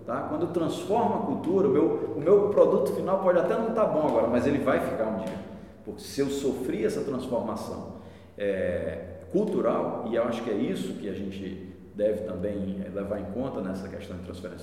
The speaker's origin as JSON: {"language": "Portuguese", "country": "Brazil", "said": "Eu, antes de tudo, sou brasileiro, vibro com o nosso verde e amarelo"}